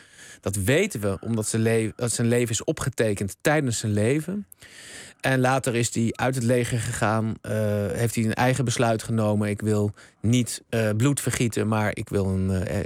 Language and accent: Dutch; Utrecht, Netherlands; born there; Nou, ik ben geboren in Utrecht.